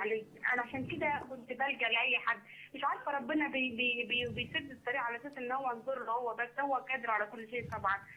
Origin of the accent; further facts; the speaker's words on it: Cairo, Cairo Governorate, Egypt; لا لا أنا من القاهرة